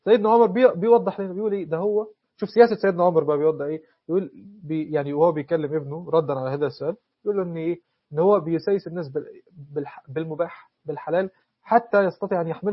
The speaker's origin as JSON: {"language": "Arabic", "country": "Egypt", "said": "وهو مصري بالمناسبة، مش عشان أنا مصري"}